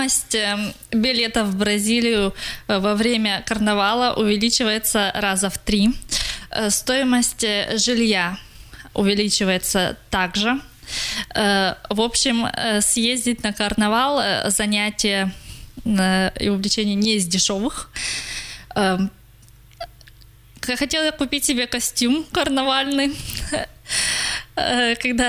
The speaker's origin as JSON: {"language": "Russian", "country": "Russia", "said": "Когда они узнали, что я из России"}